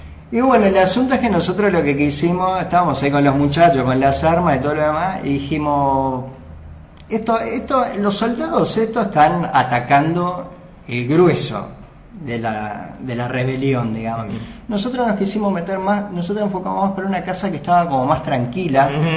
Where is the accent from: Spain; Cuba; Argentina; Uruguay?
Uruguay; vio cómo somos los uruguayos en ese sentido.